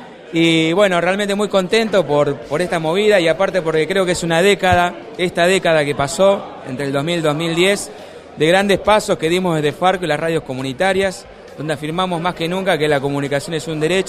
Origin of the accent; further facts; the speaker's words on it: Rosario, Santa Fe, Argentina; De acá, de Rosario, de la FM Aire Libre, la radio comunitaria.